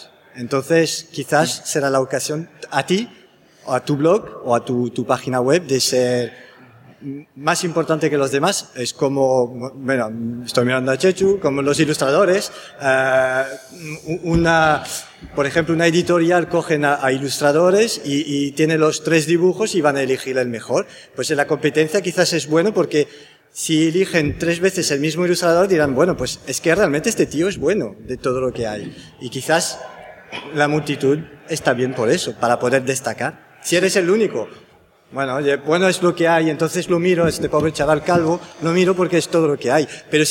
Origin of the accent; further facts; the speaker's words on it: France; Spanish is a second language; Porque soy francés